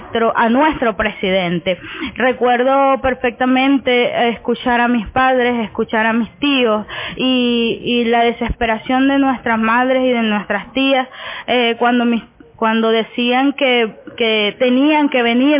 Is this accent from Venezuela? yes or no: yes; Venezuela; nuestro sentimiento patriota, nuestro sentimiento como venezolanos y venezolanas de esta patria que nos enorgullece muchísimo